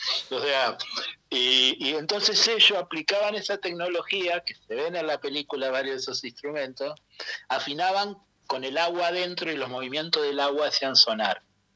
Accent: Argentina; en lo personal como argentino le agradezco la generosidad de haber vuelto acá

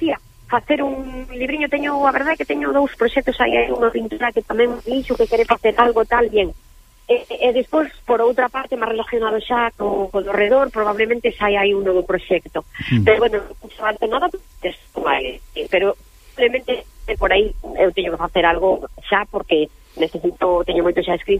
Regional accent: Galicia, Spain; aquí bañados por o Miño e polo Sil, que eu, sí, además son da Ribeira Sacra

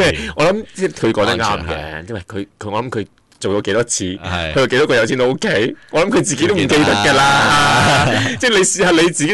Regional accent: China; 啊，我哋中国人系好有趣嘅一个民族嚟嘅

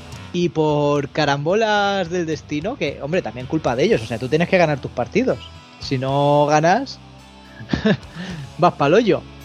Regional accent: Alicante, Valencian Community, Spain; O sea, bueno, como alicantino, al

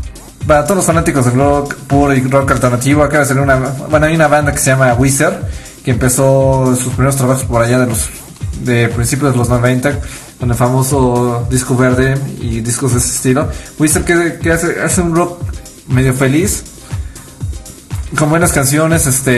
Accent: United States; como yo crecí en Estados Unidos

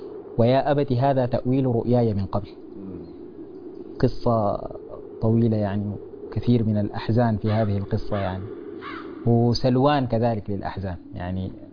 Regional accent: Sudan; لو شوفنا في واقعنا مثلا عندنا في السودان

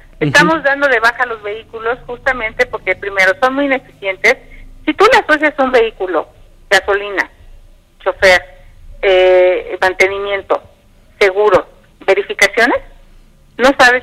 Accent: Tepatepec, Hidalgo, Mexico; en mi pueblo, en Tepatepec

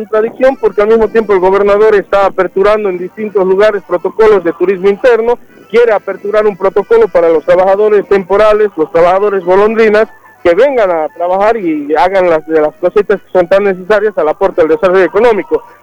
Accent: Bolivia; como comunidad boliviana

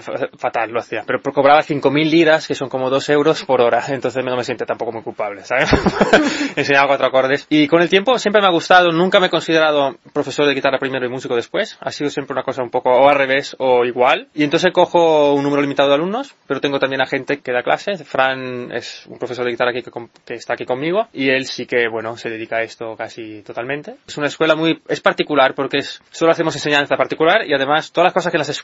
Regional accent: Italy; also born or lived in United States; yo soy de origen italiano, he vivido mucho tiempo en Estados Unidos.

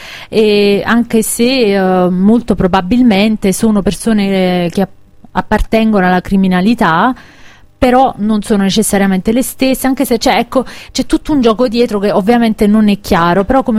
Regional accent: Caserta, Campania, Italy; la mia terra, quindi a Caserta, alla Campania

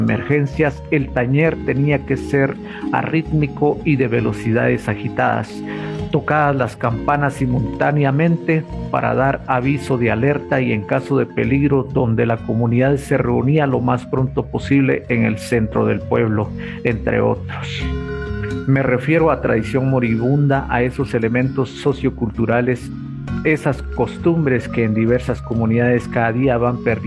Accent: San Miguel Chicaj, Baja Verapaz, Guatemala; born or raised there

